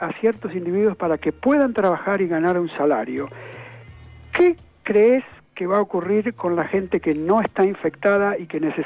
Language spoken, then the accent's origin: Spanish; Argentina; Honestamente, como argentino